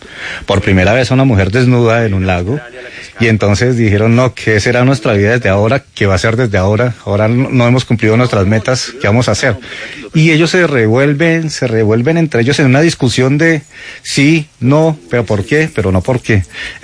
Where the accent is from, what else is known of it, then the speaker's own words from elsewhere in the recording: El Espinal, Tolima, Colombia; La Cuña, El Espinal, mi tierra natal